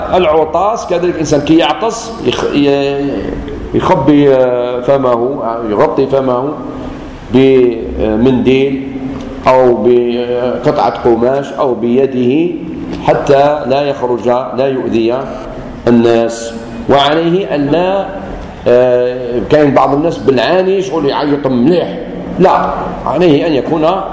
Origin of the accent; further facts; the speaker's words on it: Algeria; عاشوراء عندنا في الجزائر في هذه السنة يوم السبت